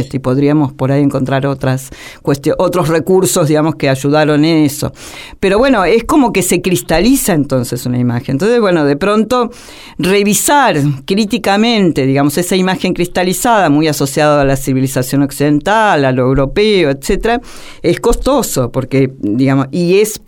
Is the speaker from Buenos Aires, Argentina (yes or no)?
yes; Buenos Aires, Argentina; hablo en términos de la porteñidad, tal como se nos llama. Ahora, somos porteños